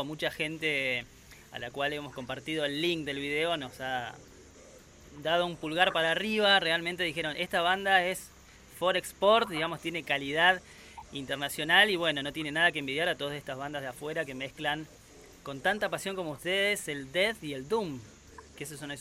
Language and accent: Spanish; Neuquén, Argentina; bastante cercana a nosotros que somos de Neuquén